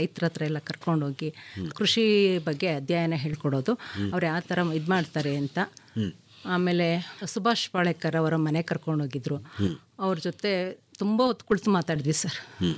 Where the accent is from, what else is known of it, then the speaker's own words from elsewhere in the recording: Bhadravati, Karnataka, India; born there; now in Arakere, India; ನಾನು ಹುಟ್ಟಿದ್ದು ಶಿವಮೊಗ್ಗ ಜಿಲ್ಲೆ ಭದ್ರಾವತಿಯಲ್ಲಿ. ನಾನು ಮದುವೆ ಆಗಿ ಬಂದಿದ್ದು ಅರಕೆರೆ ಗ್ರಾಮ, ಶ್ರೀರಂಗಪಟ್ಟಣ ತಾಲೂಕು ಅರಕೆರೆ ಗ್ರಾಮ.